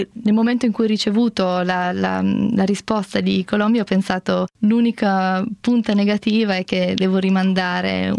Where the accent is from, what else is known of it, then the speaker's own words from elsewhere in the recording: Turin, Piedmont, Italy; Mio papà ha lavorato alla Fiat per 30 anni, io sono cresciuta a Torino